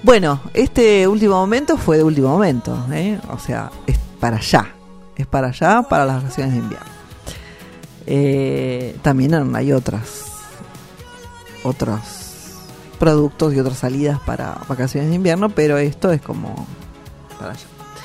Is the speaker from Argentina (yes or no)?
yes; Argentina; dignos de conocer nosotros mismos como argentinos.